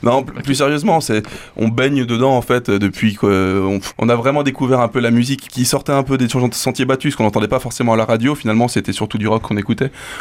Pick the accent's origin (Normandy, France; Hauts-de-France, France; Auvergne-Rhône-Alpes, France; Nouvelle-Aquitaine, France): Auvergne-Rhône-Alpes, France; Saint-Chamond; on a un groupe de rock stéphanois, enfin on vient surtout de Saint-Chamond